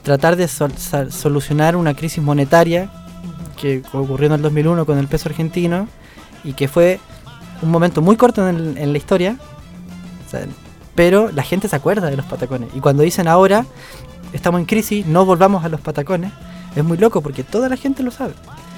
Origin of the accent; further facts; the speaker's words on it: Chile; born there; es ajeno para nosotros que nacimos en Chile, ¿sabes? Es raro hablar de la inflación en Chile.